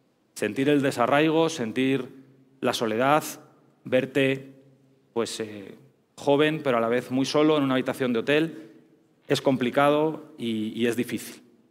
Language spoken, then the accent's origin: Spanish; Spain; moved away as an adult; now in Mexico; Como todos podéis escuchar, pues yo soy español, llevo ya varios años viviendo en México.